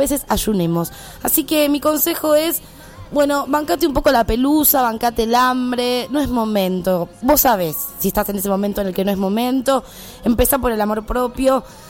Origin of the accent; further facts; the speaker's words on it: Santiago del Estero, Argentina; born there; Yo nací en Santiago del Estero